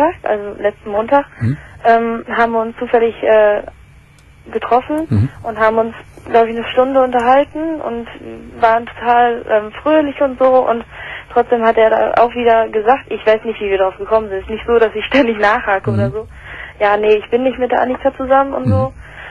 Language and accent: German; England, United Kingdom; also ich komme ursprünglich aus England